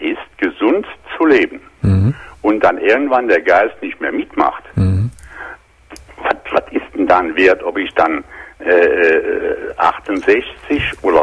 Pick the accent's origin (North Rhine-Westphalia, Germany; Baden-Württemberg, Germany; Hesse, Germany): North Rhine-Westphalia, Germany; Aachen; Ich melde mich zwar aus Franken, aber ich bin ein Rheinländer und komme aus Aachen.